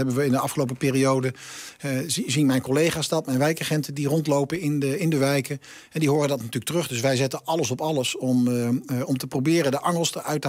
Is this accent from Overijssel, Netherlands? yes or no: yes; Zwolle, Overijssel, Netherlands; Van oorsprong, ik ben een Zwollenaar.